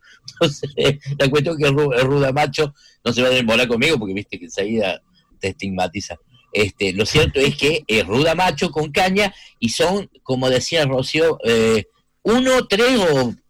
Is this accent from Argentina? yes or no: yes; Argentina; que hablaba de lo que somos los argentinos